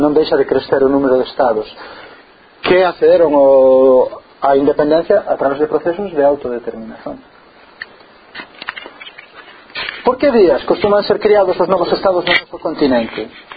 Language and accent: Galician; Galicia, Spain; É interesante dar unha vista de ollos para nós como galegos e galegas a eses casos